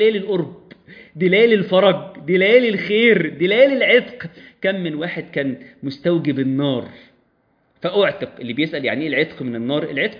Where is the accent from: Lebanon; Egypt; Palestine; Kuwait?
Egypt; بلادنا مصر منتظرة مننا